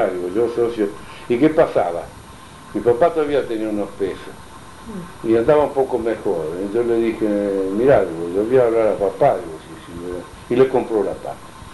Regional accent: Italy; yo me acuerdo siempre que soy italiano

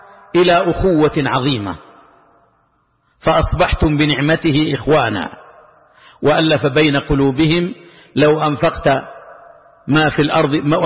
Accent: Saudi Arabia; كما هو الحال ولله الحمد والمنة في بلادنا المملكة العربية السعودية

